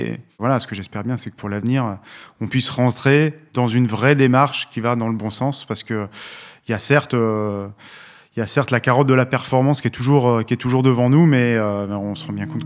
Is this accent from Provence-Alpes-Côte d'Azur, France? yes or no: yes; Briançon, Provence-Alpes-Côte d'Azur, France; born there; also born or lived in Guadeloupe; Moi, je suis né à Briançon